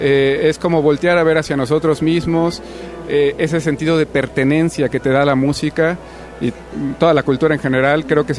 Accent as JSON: {"language": "Spanish", "country": "Mexico", "said": "Resaltar lo que somos como mexicanos"}